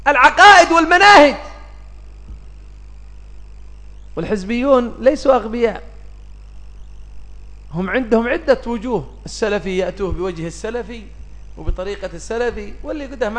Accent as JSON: {"language": "Arabic", "country": "Yemen", "said": "عندنا في اليمن كان من يقول"}